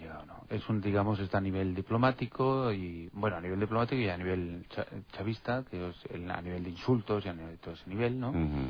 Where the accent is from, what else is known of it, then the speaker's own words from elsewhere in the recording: Castilla-La Mancha, Spain; accent: Castilla-La Mancha; De Castilla-La Mancha.